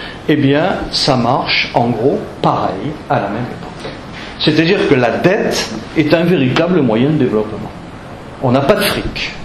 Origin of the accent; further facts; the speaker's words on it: Auvergne-Rhône-Alpes, France; même si je viens de Savoie